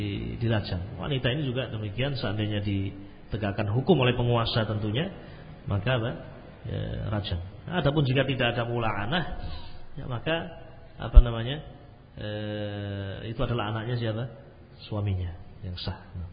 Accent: Java, Indonesia; Mungkin saja saya orang Jawa

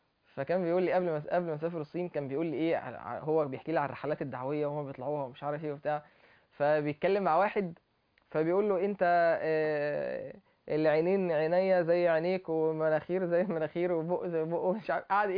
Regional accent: Egypt; فانا عايز اوصل له ان انت صيني وانا مصري

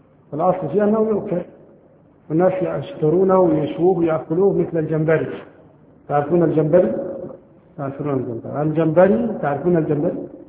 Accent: Egypt; لكن نحن عندنا في مصر نأكل لا الجراد ولا الضب ولا الخيول

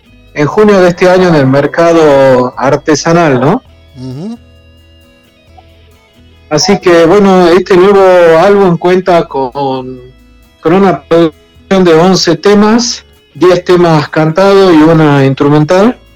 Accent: Salta, Argentina; soy músico argentino de la provincia de Salta, del norte de Argentina.

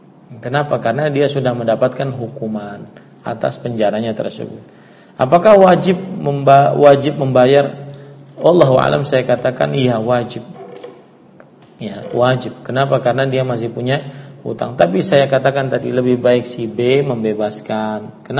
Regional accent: South Kalimantan, Indonesia; karena saya asli orang Banjar, maka saya nisbatkan diri saya dengan

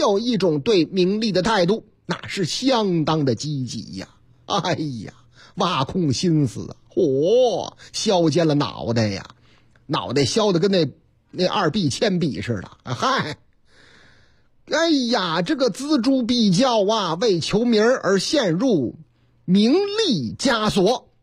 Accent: Changchun, Jilin, China; 哎呀妈呀，在我老家吉林长春。

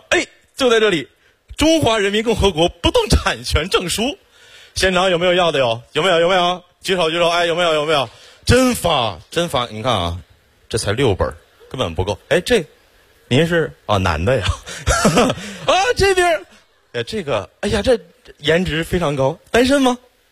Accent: Xiong'an, Hebei, China; 土生土长的雄安人，从小在那长大，

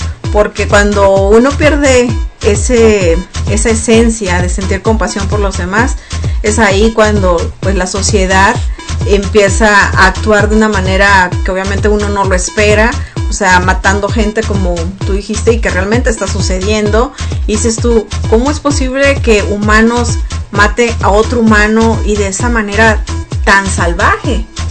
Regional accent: Mexico; así somos los mexicanos, esta es nuestra cultura

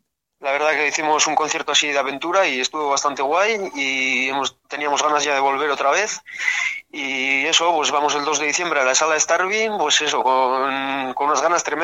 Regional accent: Legazpia, Basque Country, Spain; De Legazpia.

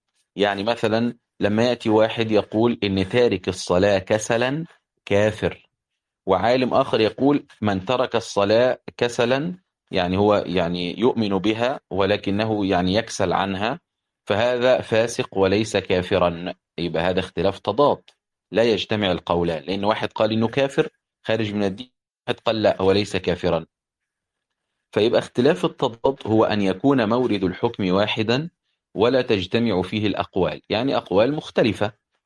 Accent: Upper Egypt, Egypt; أنا صعيدي يعني، فيجي جاري يقول لي مثلا هو أنت صعيدي

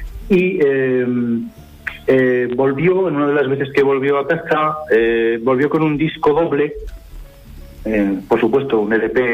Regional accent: Zaragoza, Aragon, Spain; los demás somos todos de Zaragoza

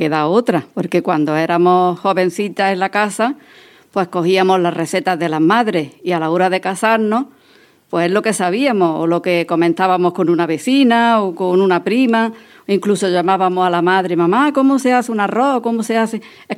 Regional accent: Maracena, Andalusia, Spain; porque yo soy de Maracena y llevo poquito en este grupo.

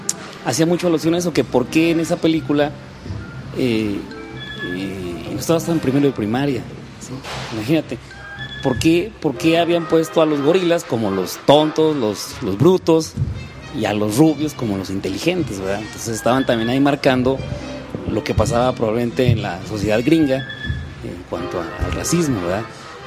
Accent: Mexico City, Mexico; Cuando yo estaba en la Ciudad de México, allá vivía, porque de allá soy chilango

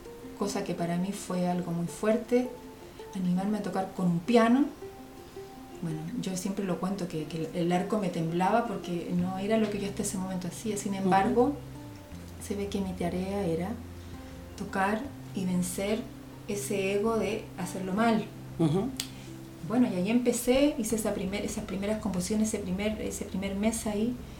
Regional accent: Chile; born there; moved away; Soy chilena de nacimiento.

